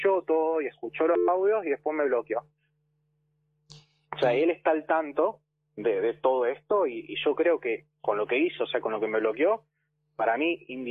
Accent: Córdoba, Argentina; Entonces, yo soy de Córdoba, no soy de Cava, ¿no?

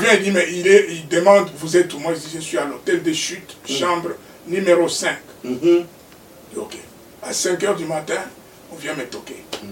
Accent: Kinshasa, DR Congo; Moi je dis, non, moi je viens de Kinshasa.

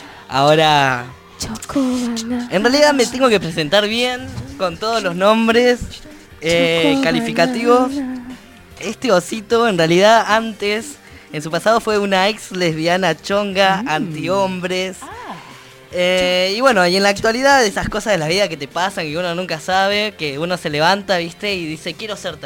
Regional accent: Neuquén, Argentina; soy neuquino, vengo de Neuquén, pueblo.

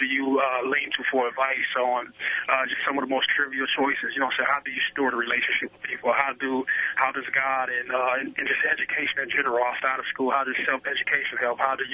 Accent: Youngstown, Ohio, United States; You know, just a young guy. I come from Youngstown, Ohio.

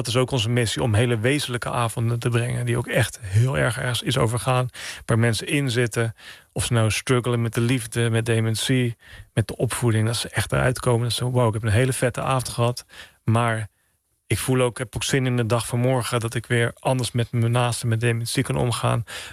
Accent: Oud-Zuilen, Utrecht, Netherlands; Nou ja, ik ben opgegroeid in Oud-Zuilen, vlakbij Utrecht. Het is echt een klein dorp, tegen Utrecht aan.

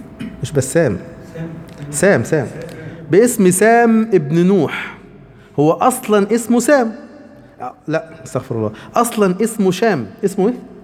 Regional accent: Egypt; احنا عندنا مصر، بلدنا مصر دي سميت مصر ليه؟

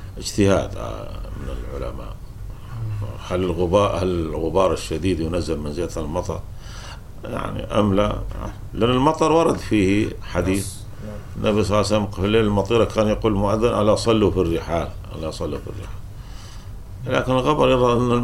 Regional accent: Kuwait; عندنا في الكويت العصر أشد من الظهر

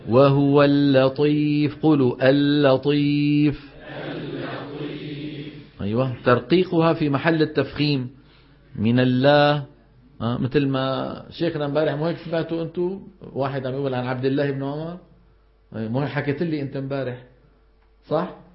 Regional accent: Syria; تبهنا شلون، خاصة عندنا في الشام بيقول لك الجبال أولئك أصحاب الجنة

